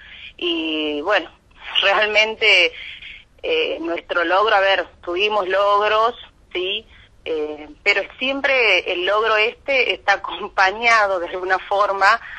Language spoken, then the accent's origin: Spanish; Tucumán, Argentina; yo soy tucumana, vivo acá